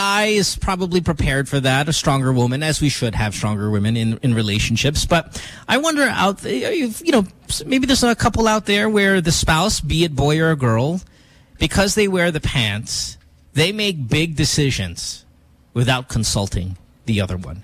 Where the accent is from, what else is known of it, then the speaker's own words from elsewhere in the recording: Philippines; Don't you love being Filipino? Like, don't you love being a citizen of this country?